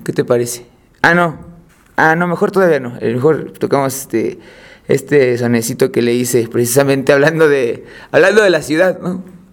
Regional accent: Mexico City, Mexico; Yo nací en La Cruz, Iztacalco, y crecí en la Agrícola Oriental. Y después, a los 10 años me fui a vivir a Iztapalapa, ahí por Cabeza de Juárez. Entonces soy de zona oriente siempre, ¿no?

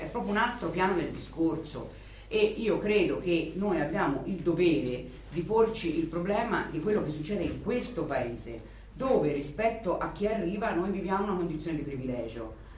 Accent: Tuscany, Italy; sono nemmeno campanilista pur essendo toscana

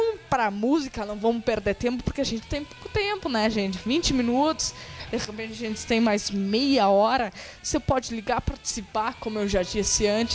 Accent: Rio Grande do Sul, Brazil; born there; nascemos no Rio Grande do Sul, temos que curtir isso

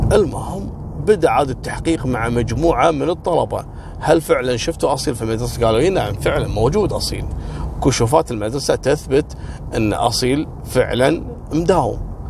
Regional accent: Kuwait; عندنا بالكويت

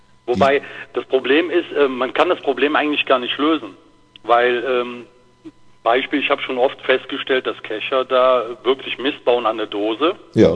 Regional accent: North Rhine-Westphalia, Germany; Wir haben hier direkt einen Kreis Aachen, wo ich herkomme, und angrenzend direkt den Kreis Düren.

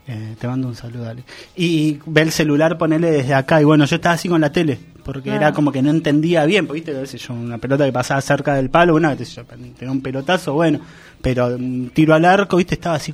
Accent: Argentina; born there; yo soy bostero, no soy argentino. Nací en Argentina

